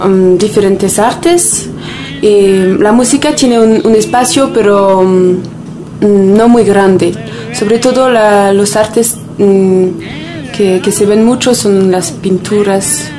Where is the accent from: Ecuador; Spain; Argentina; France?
France; Paris, Île-de-France; Spanish is a second language; moved away as an adult; now in Colombia; soy francesa de París. He venido a Colombia en febrero para trabajar en una fundación social que se ubica en Ciudad Bolívar.